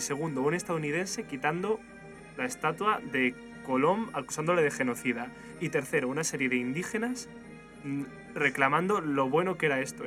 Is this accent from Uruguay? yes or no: no; Spain; Yo soy español, me considero español